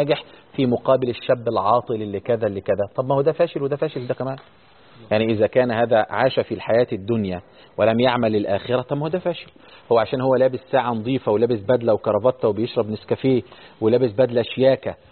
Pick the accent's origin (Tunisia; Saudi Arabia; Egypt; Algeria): Egypt; وتلاقي الطلاب كان عندنا في مصر